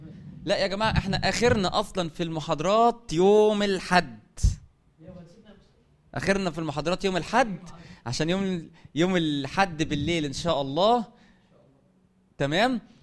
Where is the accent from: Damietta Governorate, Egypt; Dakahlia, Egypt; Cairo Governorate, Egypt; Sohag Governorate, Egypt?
Sohag Governorate, Egypt; Sohag; انت يعني بتروح وتيجي مشوار بعيد انا من سوهاج